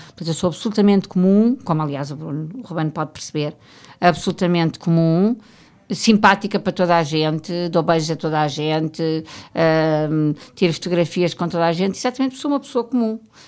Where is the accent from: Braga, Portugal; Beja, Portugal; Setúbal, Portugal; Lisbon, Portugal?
Lisbon, Portugal; Ericeira; Eu chegar à Ericeira, que foi um sítio onde eu cresci, onde meus pais tinham casa de férias